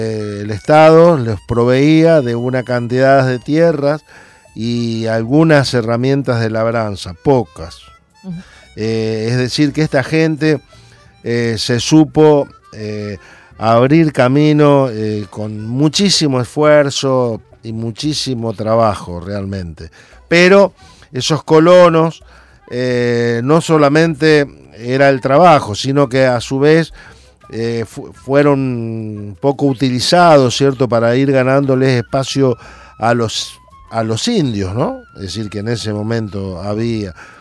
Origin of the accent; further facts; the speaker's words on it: Santa Fe, Argentina; muy cerca de donde nosotros somos, de Mónica y yo, ahí de Santa Fe